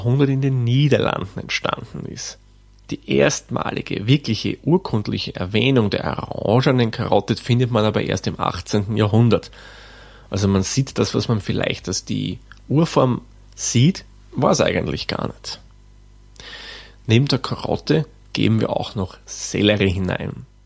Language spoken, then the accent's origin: German; Austria; Und bei uns in Österreich, wie gesagt, der Schopf.